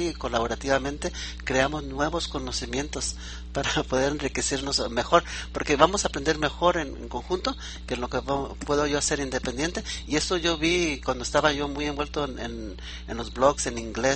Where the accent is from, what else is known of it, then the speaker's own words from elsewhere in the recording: Mexico; now in United States; siendo un latinoamericano, aunque soy mexicano en el extranjero, ¿verdad? Yo vivo en Estados Unidos